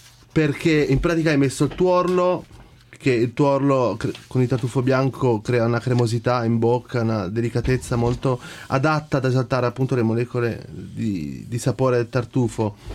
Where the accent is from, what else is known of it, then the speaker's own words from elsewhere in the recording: Piedmont, Italy; contando che da buon piemontese non ci vedo molto il pesce con il tartufo